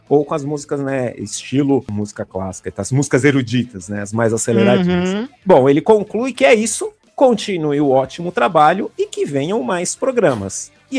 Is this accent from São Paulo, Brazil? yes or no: yes; São Paulo, Brazil; Sou paulista.